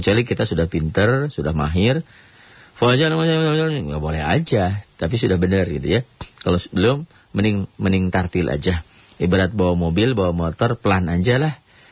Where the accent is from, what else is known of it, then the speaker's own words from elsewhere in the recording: West Java, Indonesia; Tuh, saya mah orang Sunda mah susah.